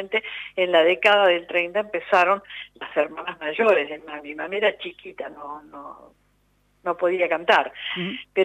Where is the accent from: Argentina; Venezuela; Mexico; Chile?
Argentina; Rosario, Santa Fe; born there; ¿Usted tiene la historia donde mi mamá cruza la frontera y yo nazco en Argentina?